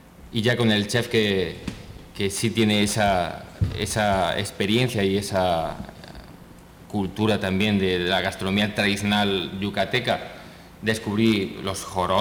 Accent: Spain; moved away as an adult; now in Mexico; Como español que viene invitado a este hermoso proyecto

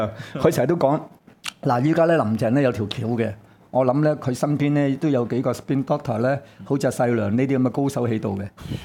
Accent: Hong Kong; 我哋作為一個香港人，我哋應該就要依法辦事啊！

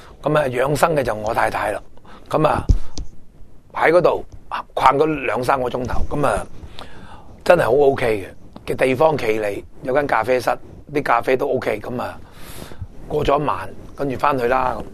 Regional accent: Hong Kong; 我哋香港人习惯用八达通咩都八达通俾钱去解决件事。

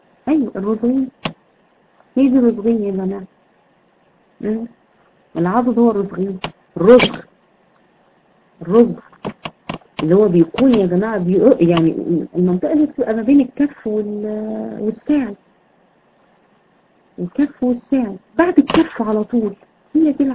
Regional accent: Egypt; يعني احنا عندنا في مصر بنسميها الكوع

